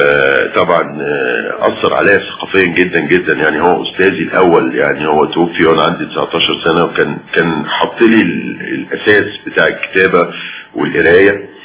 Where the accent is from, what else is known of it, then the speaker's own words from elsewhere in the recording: Cairo, Cairo Governorate, Egypt; وبالتالي فانا ابن القاهرة